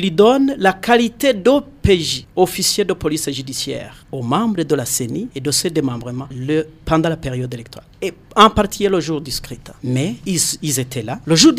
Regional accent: Burundi; chez nous au Burundi

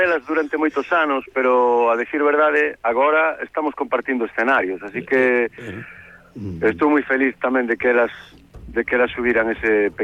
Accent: A Coruña, Galicia, Spain; born there; presentei o disco na miña cidade. Eu son coruñés de nacemento

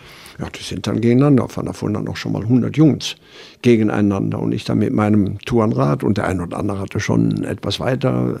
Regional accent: Düsseldorf, North Rhine-Westphalia, Germany; Und aufgewachsen bin ich in Düsseldorf, im größeren Geschäft, da hatten wir auch ein Wohnhaus.

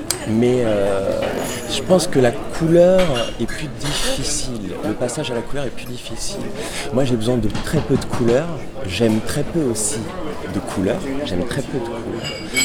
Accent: Paris, Île-de-France, France; Je suis né à Paris, dans le 14e, 77. Là, j'ai fait toute ma scolarité à Paris, j'ai vécu à Paris. Mais il y a quelque chose qui est important dans mon éducation, c'est que mes parents sont corses

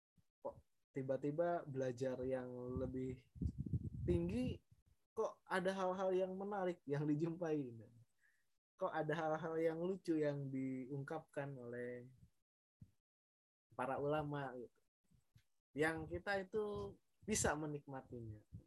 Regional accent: Bogor, West Java, Indonesia; now in Yogyakarta, Indonesia; asal saya dari Bogor tapi sekarang sedang domisili di Yogyakarta ya, ada suatu keperluan saya jadi tinggal di Yogyakarta sementara ya.

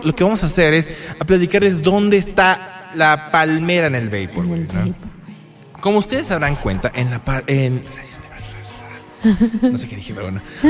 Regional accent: Mexico; Yo como latino, como mexicano, no me gusta para nada la playa.

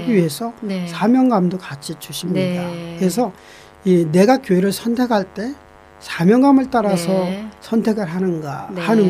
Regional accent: South Korea; now in New Zealand; 사실은 굉장히 저도 한국 사람이고

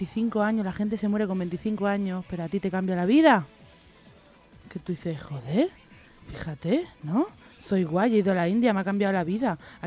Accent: Catalonia, Spain; Y todo esto lo digo yo, que soy catalana

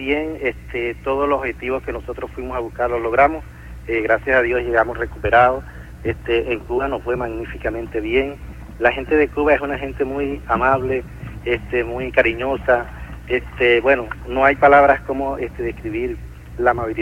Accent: Mérida, Venezuela; now in Caracas, Venezuela; No, soy del estado de Mérida.

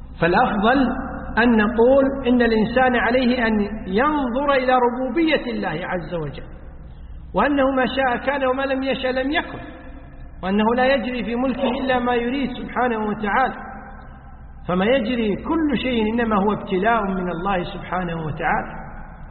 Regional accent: Kuwait; يعني يسموه حنا عندنا بالكويت يسمون دسوس، بالعربية القفازات.

